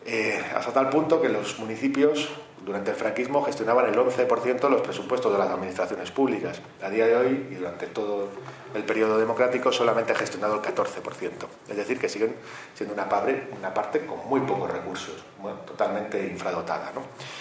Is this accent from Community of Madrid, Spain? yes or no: yes; Madrid, Community of Madrid, Spain; yo vengo de Madrid